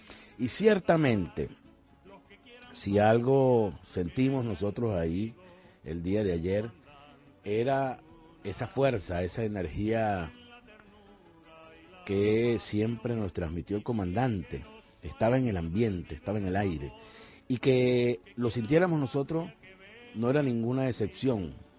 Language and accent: Spanish; Caracas, Capital District, Venezuela; Les digo que, como caraqueño, les voy a pedir disculpas porque ayer estuve en una actividad que me fatigó la garganta.